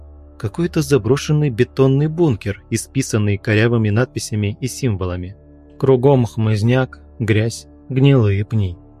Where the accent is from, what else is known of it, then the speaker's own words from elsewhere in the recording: Bryansk, Bryansk Oblast, Russia; Я родился в Брянске, живу здесь всю жизнь и люблю свой город.